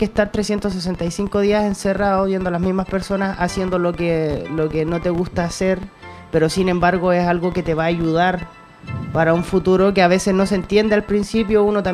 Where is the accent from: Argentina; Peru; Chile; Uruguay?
Chile; Tocopilla, Antofagasta; Mira, yo vengo del norte del país, de una ciudad de... Bueno, yo vengo de Tocopilla.